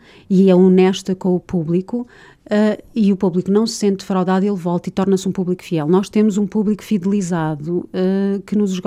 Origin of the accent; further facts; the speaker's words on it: Coimbra, Centro, Portugal; nem eu, nem o António Leal somos originários da região. Eu sou natural de Coimbra